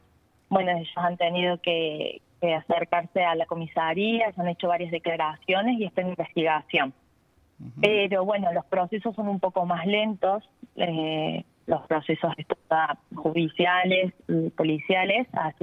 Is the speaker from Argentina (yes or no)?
yes; Villa Allende, Córdoba, Argentina; yo soy de Villa Allende, fue a la vuelta de mi casa